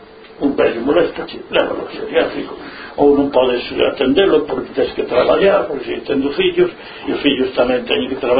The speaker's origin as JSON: {"language": "Galician", "region": "Galicia", "country": "Spain", "said": "Como somos galegos"}